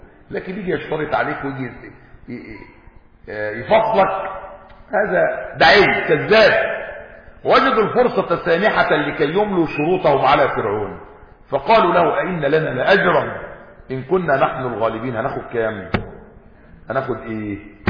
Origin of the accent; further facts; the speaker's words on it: Egypt; يعني احنا مصريين وعارفين يعني البير وغطاء